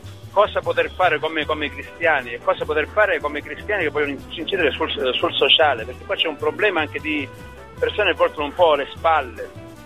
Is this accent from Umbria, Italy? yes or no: no; Sicily, Italy; io sono siciliano, fino al 2012, dal 2006 al 2012 sono stato a Palermo in una casa nostra salesiana